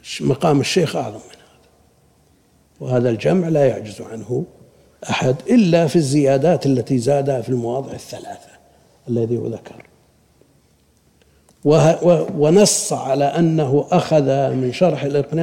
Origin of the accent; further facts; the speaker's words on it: Buraydah, Al-Qassim, Saudi Arabia; الشيخ عندنا ببريدة ينسخ الكتب